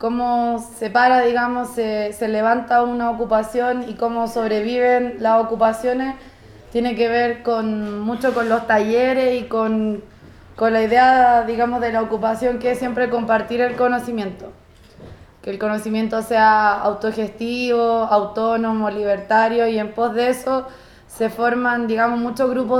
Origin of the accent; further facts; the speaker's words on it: Chile; yo soy chilena, ando de viaje, soy viajera hace un buenos años ya.